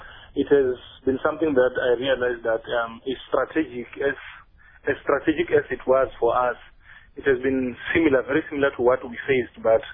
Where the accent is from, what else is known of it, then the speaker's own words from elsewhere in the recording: Limpopo, South Africa; born there; now in Johannesburg, South Africa; Mm-hmm. I was born in Limpopo in Venda.